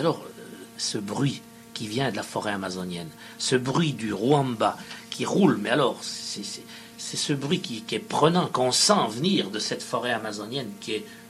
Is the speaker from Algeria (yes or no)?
no; France; j'ai dit, écoutez, on est français, tout ça.